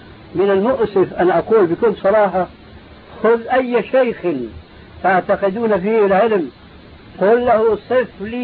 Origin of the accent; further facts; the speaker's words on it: Syria; كما يقول عندنا في الشام قشرة بصلي